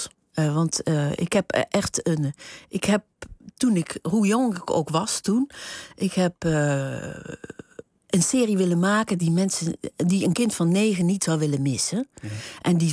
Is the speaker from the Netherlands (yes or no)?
yes; Huissen, Gelderland, Netherlands; ik kom uit Huissen. Ik ben geboren in Huissen. Dat ligt tussen Arnhem en Nijmegen in de Betuwe. En daar spraken ze vroeger, nog in mijn tijd, ook over Betuws. Dat is echt een streektaal.